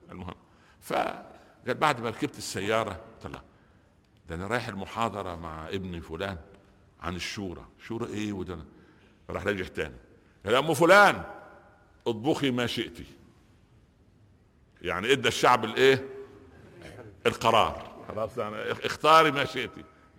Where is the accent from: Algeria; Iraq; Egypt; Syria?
Egypt; Upper Egypt; زار شيخا جليلا عندنا في الصعيد مصر